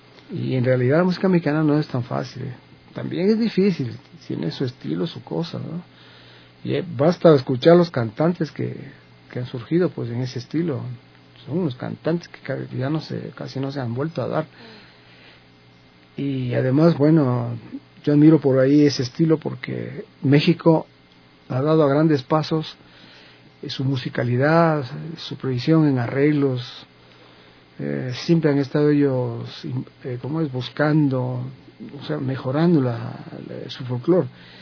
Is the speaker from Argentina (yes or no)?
no; Colombia; y siendo colombiano y todo, ¿no? Por ahí me involucré con el mariachi, porque en Colombia se cultiva mucho la música mexicana.